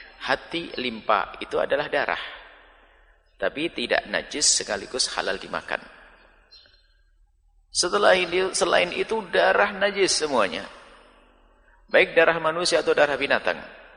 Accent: Java, Indonesia; Saya orang Jawa, suka teri.

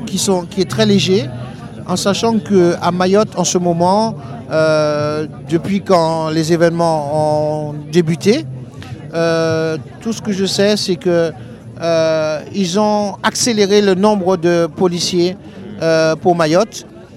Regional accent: Martinique; Moi je suis natif de la Martinique, oui.

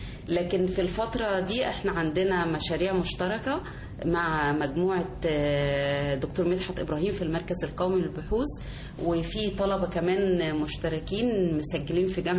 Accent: Egypt; وأنا كأم مصرية يعني أنا زي أي أم مصرية

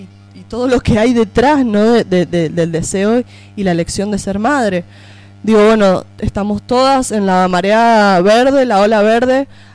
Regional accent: Mendoza, Argentina; Vengo de Mendoza, para que sepan.

